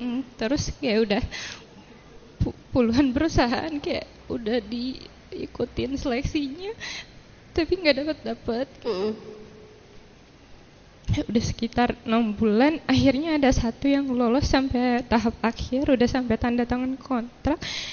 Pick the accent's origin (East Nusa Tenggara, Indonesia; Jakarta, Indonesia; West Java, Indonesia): West Java, Indonesia; Bandung; Saya dari Cijambe.